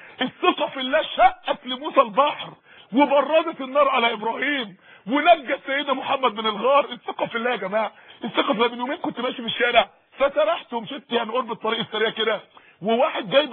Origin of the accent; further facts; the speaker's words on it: Mansoura, Dakahlia, Egypt; عندنا اخت في المنصوره عندنا في المنصوره